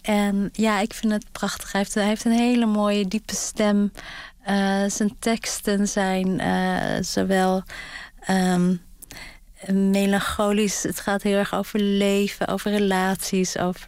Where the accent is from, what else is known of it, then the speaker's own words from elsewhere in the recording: Gelderland, Netherlands; ik ben in Gelderland opgegroeid, in de buurt van de Veluwe en het Krillemuller Museum.